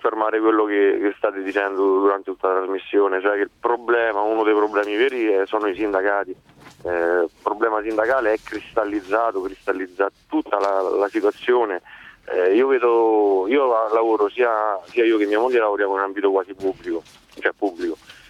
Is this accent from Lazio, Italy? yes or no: yes; Rome, Lazio, Italy; now in Brescia, Italy; Io lavoro nel nord, a Brescia, e vedo comunque sia le fabbriche, sono 10 anni che sto a Brescia, sono di Roma